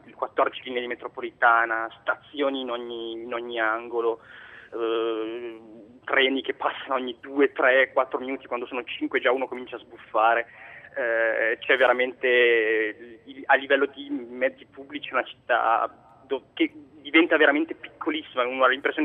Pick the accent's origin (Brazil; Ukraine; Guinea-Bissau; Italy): Italy; Piedmont; accent: Piedmontese; now in Paris, France; sono originario del nord d'Italia, quindi ho l'accento del Piemonte